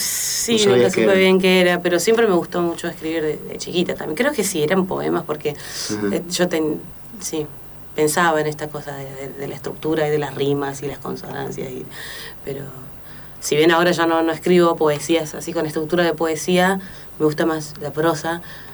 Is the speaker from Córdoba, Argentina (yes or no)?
yes; Córdoba, Argentina; De Córdoba Capital.